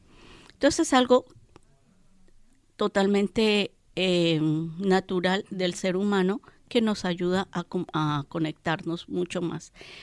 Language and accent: Spanish; Bogotá, Colombia; moved away as an adult; also born or lived in Bolivia; Yo salí como artesana de Bogotá y llegué a Bolivia